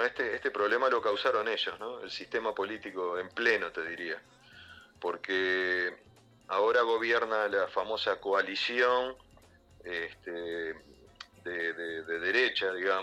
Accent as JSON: {"language": "Spanish", "region": "Córdoba", "country": "Argentina", "moved": "yes", "said": "ni bien pueda voy a volver a Córdoba. Es para mí es mi tierra, no es visitar otro país ir a Córdoba, ¿no? Es visitar parte de mi tierra."}